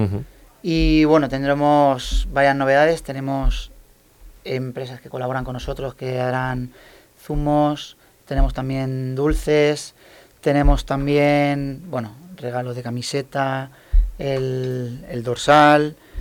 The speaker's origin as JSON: {"language": "Spanish", "town": "Elche", "region": "Valencian Community", "country": "Spain", "also_born_or_lived": "Murcia", "said": "Porque yo soy de Elche, pero me fui por trabajo a Murcia y ahora he vuelto."}